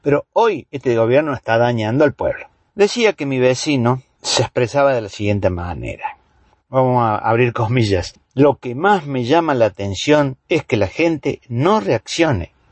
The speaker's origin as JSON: {"language": "Spanish", "country": "Argentina", "said": "La realidad que estamos viviendo como pueblo argentino"}